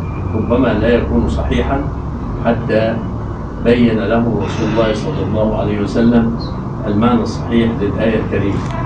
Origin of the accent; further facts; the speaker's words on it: Egypt; أنا كمصري لا يستوقفنا أحد مصريين يقول ما معنى كلمة كذا؟